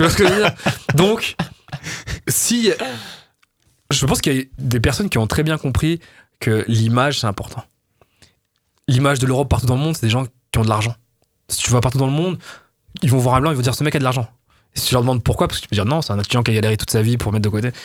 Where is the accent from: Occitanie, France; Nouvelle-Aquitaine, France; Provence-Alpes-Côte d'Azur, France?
Provence-Alpes-Côte d'Azur, France; Nice; moi, je viens de Nice, quand j'étais petit, je passais mes vacances à Sospel. Sospel, c'est dans la vallée de Roya.